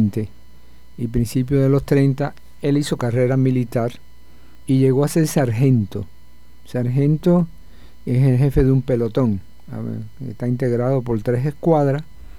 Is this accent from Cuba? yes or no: yes; Cuba; proceso de la revolución de los años 30, de inicio de los años 30 en mi país